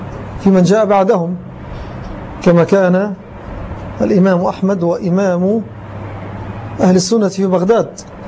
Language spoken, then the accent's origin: Arabic; Egypt; وما أكثرهم في زماننا وفي بلدنا مصر للأسف